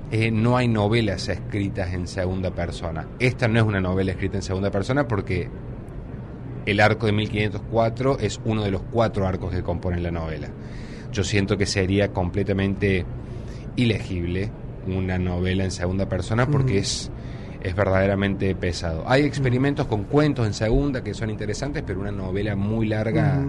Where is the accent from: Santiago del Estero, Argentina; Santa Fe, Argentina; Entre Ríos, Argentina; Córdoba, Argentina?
Córdoba, Argentina; yo vengo de Córdoba, yo estudié letras.